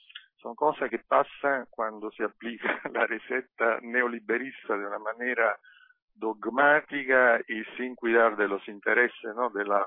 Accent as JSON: {"language": "Spanish", "country": "Italy", "second_language": "Spanish", "said": "Mira, la gente, yo veo en mi país, por lo que escucho, por lo que sigo, hablando con, obviamente, con familiares, amigos, compañeros, yo creo que hay un periodo de grande desorientación en Italia."}